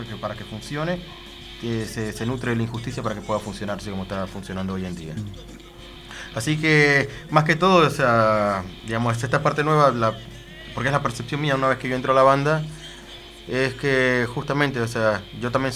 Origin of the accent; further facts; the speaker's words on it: Valentín Alsina, Buenos Aires Province, Argentina; Y yo soy de Valentine Alsina.